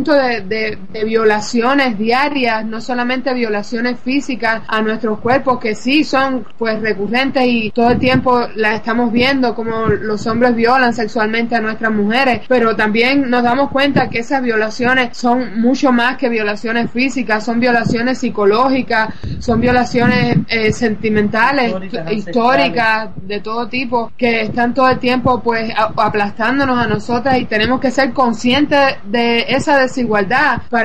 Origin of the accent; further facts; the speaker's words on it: Cuba; hemos nacido y crecido y vivido en Cuba, la isla socialista